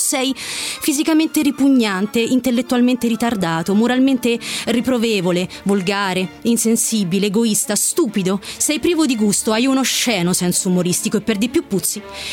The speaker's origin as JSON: {"language": "Italian", "town": "Manziana", "region": "Lazio", "country": "Italy", "said": "Allora, io vengo da Manziana."}